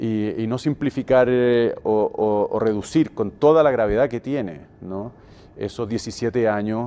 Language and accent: Spanish; Chile; nos privamos como chilenos de una comprensión equilibrada de nuestra historia